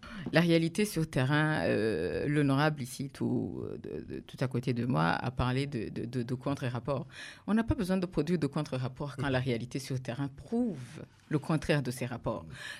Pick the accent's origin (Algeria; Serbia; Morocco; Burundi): Burundi; Nous, nous sommes en train de nous ancrer au Burundi. Nous marquons notre identité comme des Burundais.